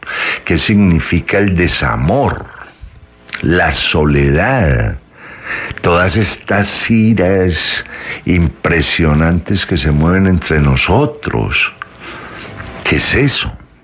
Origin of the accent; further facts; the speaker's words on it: Colombia; nosotros somos colombianos por cédula, no por identidad.